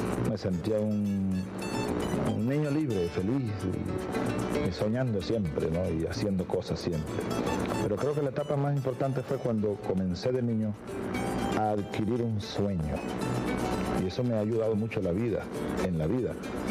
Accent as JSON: {"language": "Spanish", "town": "Sabaneta", "region": "Barinas", "country": "Venezuela", "tie": "born or raised there", "said": "me gustaba pintar las casas de palma en la calle larga de tierra de mi pueblo"}